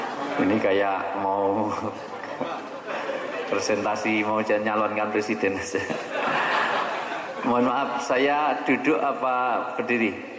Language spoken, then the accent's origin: Indonesian; Java, Indonesia; karena saya orang Jawa.